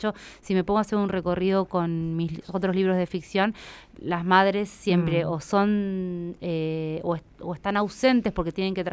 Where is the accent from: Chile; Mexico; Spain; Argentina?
Argentina; Buenos Aires; algo que a mí me pasa como porteña, ¿no?